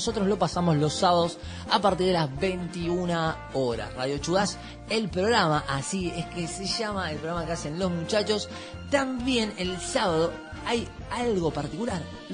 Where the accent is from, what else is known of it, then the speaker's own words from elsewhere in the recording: Argentina; Somos todos una masa, somos todos argentinos, gente